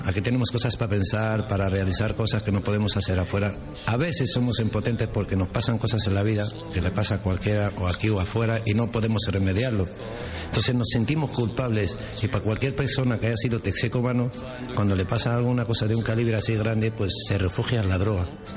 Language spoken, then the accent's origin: Spanish; Tetouan, Tanger-Tetouan-Al Hoceima, Morocco; now in Spain; Sí, me siento español. Soy de Marruecos y del norte, de Tetuán. Por una española, pero mi segundo país es este.